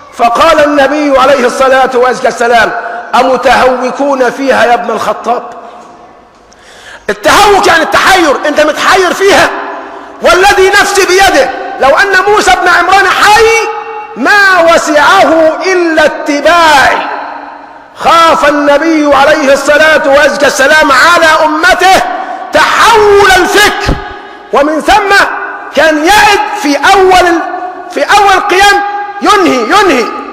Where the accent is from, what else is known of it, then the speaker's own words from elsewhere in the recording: Egypt; إذن في استطاعتنا كمصريين أن نرجع مرة ثانية ونستخدم المال العام